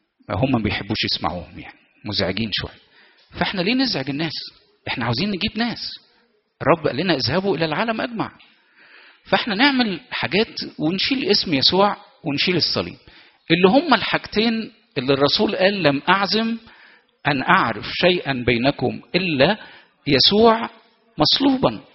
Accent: Egypt; وإحنا شعب مصري متدين بطبع.

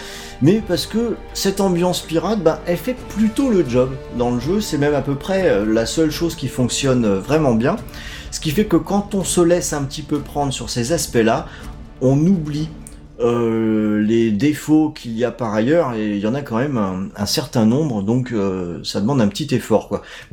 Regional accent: Brittany, France; Après tout, je suis breton, hein. Il va y avoir un truc dans les gènes qui ressort là de temps en temps.

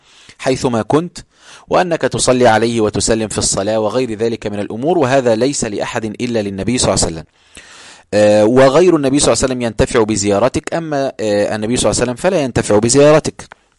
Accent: Egypt; كل هذا شاب أنا شفته رأيته بعيني في قرى عندنا في مصر

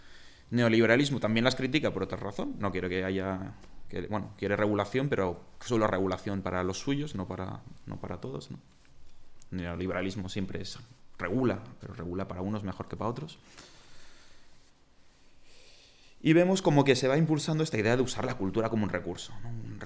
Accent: Catalonia, Spain; Yo que vengo de Cataluña

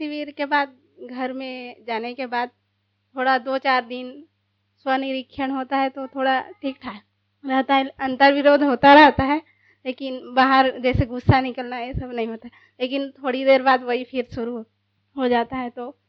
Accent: Raipur, Chhattisgarh, India; और मैं रायपुर से आई हूँ

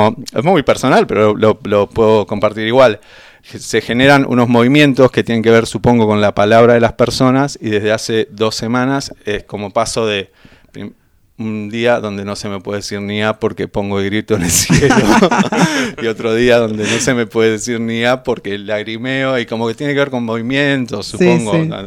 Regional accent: Benito Juárez, Buenos Aires Province, Argentina; moved away as an adult; now in La Plata, Argentina; yo no soy de La Plata, yo soy de Benito Juárez. Me vine en pendejo, como a los 18 años, yo ya estaba viniendo acá, viviendo acá.

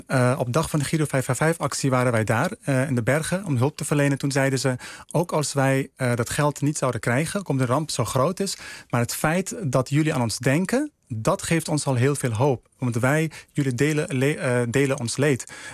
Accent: Netherlands; En wij zijn Nederlanders, wij Nederlandse artsen zijn we.

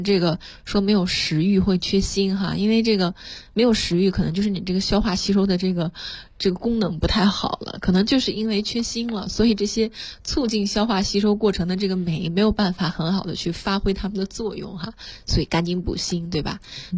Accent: China; 应该说这个元素我们中国人是非常非常的熟悉的啊

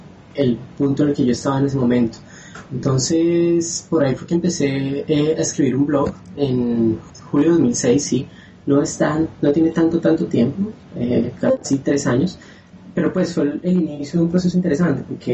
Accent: Colombia; now in Rio de Janeiro, Brazil; Soy colombiano, pero en este momento me encuentro en Río de Janeiro estudiando y trabajando a distancia con el Ministerio de Educación de Colombia.

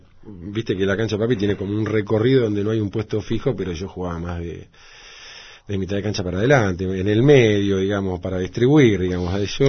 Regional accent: Villa Luro, Buenos Aires, Argentina; also born or lived in Morón / Castelar; Sí, nací en vivía en Castelar y nací en Morón. Y después, en el año 68, me mudé a Villaluro y ahí transcurrió la mayor parte de mi vida, digamos. Todo lo que es la niñez, adolescencia.

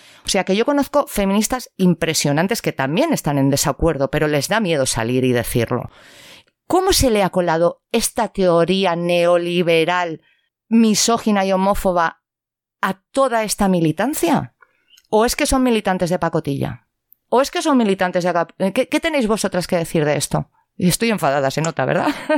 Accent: Valencian Community, Spain; moved away as an adult; now in Bilbao, Spain; Yo soy valenciana, no soy de aquí, yo llevo 5 años en Euskal Herria.

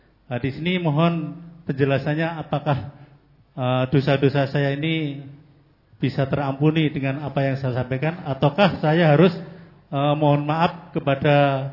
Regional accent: Boja, Central Java, Indonesia; Dari Kamboja. Tadi Bapak tadi dari Perancis, saya dari Kamboja. Maksudnya Kampung Boja, daerah Kendal. Saya seorang prajurit TNI, sudah 31 tahun.

